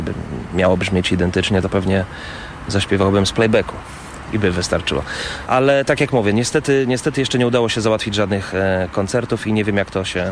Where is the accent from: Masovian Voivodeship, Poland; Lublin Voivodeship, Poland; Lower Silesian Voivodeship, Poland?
Masovian Voivodeship, Poland; Warsaw; moved away as an adult; now in United States; To było już po wieloletnim graniu tutaj w okolicach Warszawy, bo ja z Warszawy pochodzę.